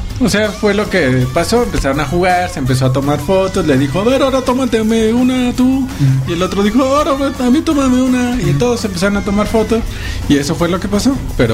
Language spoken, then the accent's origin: Spanish; Mexico; Y entonces, pues como todos los tercermundistas, como nosotros mexicanos, también haríamos lo mismo.